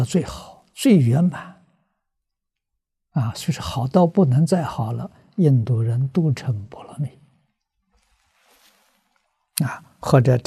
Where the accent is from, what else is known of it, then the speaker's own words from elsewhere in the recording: China; 这个道彼岸，我们中国人也有这个意思